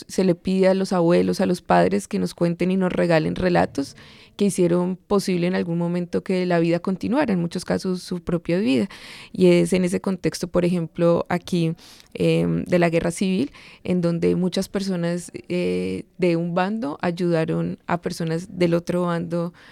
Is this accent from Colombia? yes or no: yes; Colombia; aunque hay un caso contra el Estado colombiano en la Corte Interamericana de Derechos Humanos, pues en mi país no se hablaba hasta hace muy poco de eso